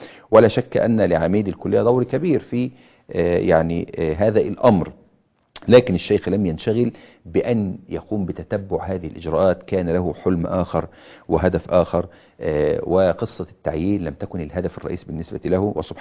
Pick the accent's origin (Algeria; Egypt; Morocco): Egypt; في بلادنا مصر بهذه الصورة